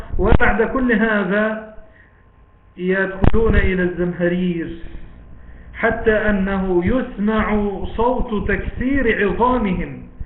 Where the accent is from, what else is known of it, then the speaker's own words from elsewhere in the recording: Egypt; طبعا ده مثل دارج عندنا بمصر